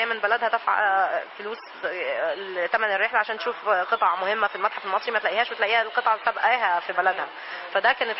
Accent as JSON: {"language": "Arabic", "country": "Egypt", "said": "واحنا عندنا في مصر الاطفال لما بيحبوا حاجه بيوجهوا اهليهم ليهم"}